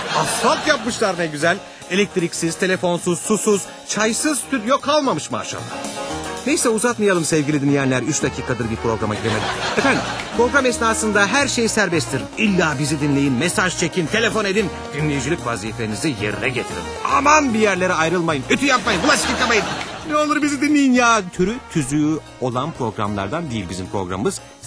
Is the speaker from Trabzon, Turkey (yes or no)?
no; Konya, Turkey; Konyalıyım.